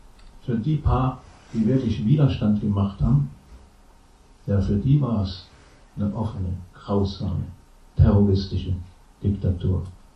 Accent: Germany; zumindest in Westdeutschland, wo ich aufgewachsen bin, bis in die 80er Jahre

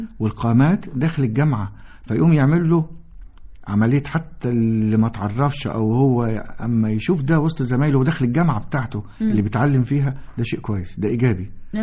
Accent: Egypt; احنا كمصريين جيناتهم مش هتتغير اصلا

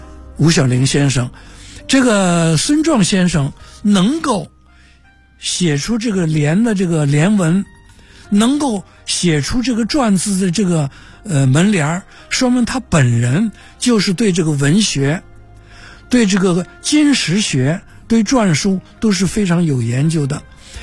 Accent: Beijing, China; 后来就慢慢我说我就是老北京，是吧？

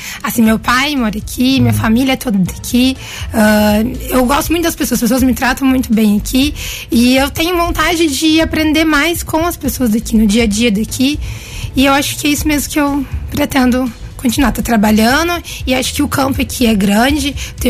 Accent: São Paulo, Brazil; now in Guaranésia, Brazil; sou paulistana de sangue, mas mineira de coração.

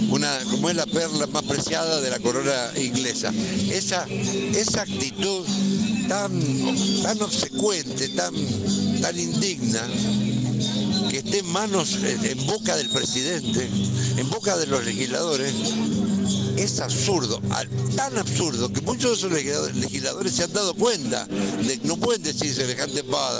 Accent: Godoy Cruz, Mendoza, Argentina; El martes próximo empezamos en Godoy Cruz. Yo soy de Godoy Cruz.

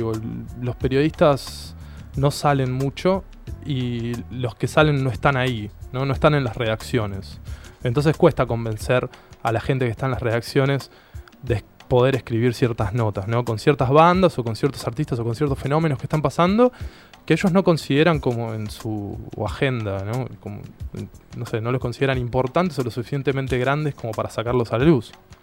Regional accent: Ituzaingó, Buenos Aires Province, Argentina; yo soy de Ituzaingó, ¿no? Y conozco el oeste, pero esto es un oeste más profundo, ¿no?

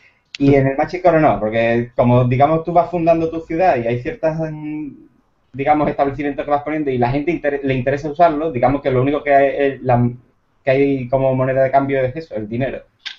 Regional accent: Andalusia, Spain; Yo soy andaluz, pero tengo que tener un ramalazo catalán por algún lado.

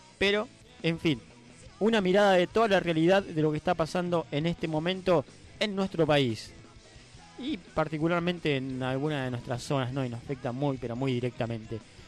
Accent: Del Viso, Buenos Aires Province, Argentina; mis amigos ahí en casa, en Delviso, en mi ciudad natal

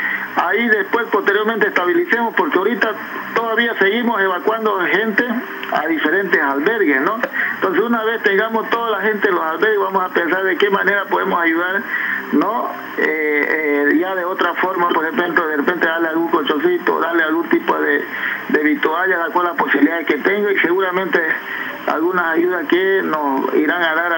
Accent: Pando, Bolivia; los que somos acá de Pando, históricamente yo he sufrido una de ellas, digamos, hace 20 años

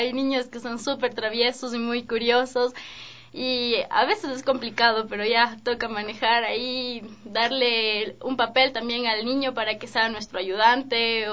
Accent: Quito, Pichincha, Ecuador; las magas que estamos ahorita como Promesas Juveniles somos de Quito.

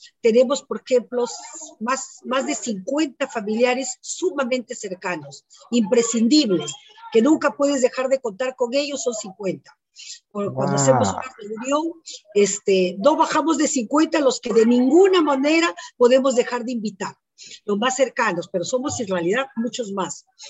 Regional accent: Lima, Peru; born there; Entonces ahora me veo obligada a poner que nací en Lima, pues, ¿no? Porque antes yo ponía Canta en 1959, ahora pongo Lima en 1959

